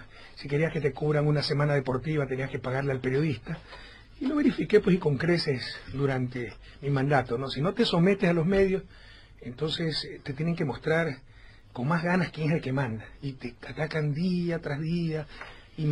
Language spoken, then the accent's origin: Spanish; Guayaquil, Guayas, Ecuador; Hice un gran concierto en Guayaquil, mi ciudad natal.